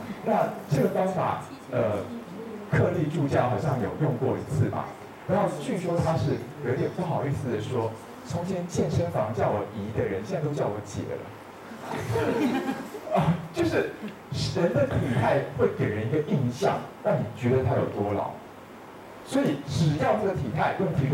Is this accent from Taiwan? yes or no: yes; Taiwan; 耷拉是你们大陆人讲法，我们台湾人说耷而已。